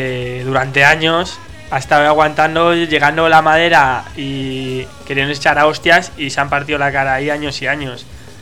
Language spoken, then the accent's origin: Spanish; Madrid, Community of Madrid, Spain; O sea, nosotros vivimos en Entrevías. Pero... Es verdad, todo hay que decirlo, pero nosotros somos de Tirso de toda la vida.